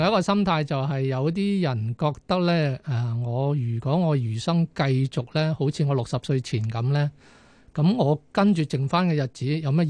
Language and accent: Cantonese; Hong Kong; 就係話我哋香港人咧平均嘅歲數啊